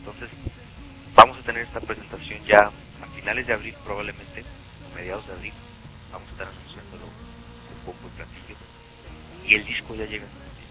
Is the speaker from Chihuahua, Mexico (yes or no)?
yes; Ciudad Juárez, Chihuahua, Mexico; lo que nosotros estamos viviendo en Ciudad Juárez. Somos de Ciudad Juárez, porque somos de México